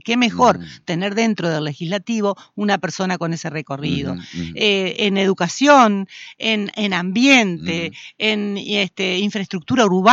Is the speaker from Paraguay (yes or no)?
no; Concordia, Entre Ríos, Argentina; Yo hace 61 años nací en Concordia, me desarrollé en Concordia, vivo en Concordia, Concordia es mi ciudad.